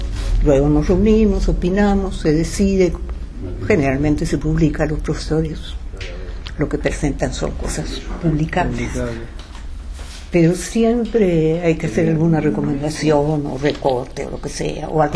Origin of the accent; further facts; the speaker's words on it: Uruguay; now in Mexico; Desde que salí de Uruguay me llamó mucho la atención las diferencias del español de una zona a otra. Y en México es notorio, muy notorio.